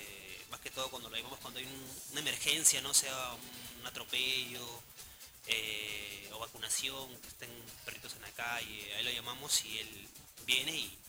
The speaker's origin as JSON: {"language": "Spanish", "town": "Ventanilla", "region": "Callao", "country": "Peru", "said": "Todos mis compañeros, justamente, todos somos de Ventanilla. Todos somos de diferentes zonas de Ventanilla, pero ahí estamos."}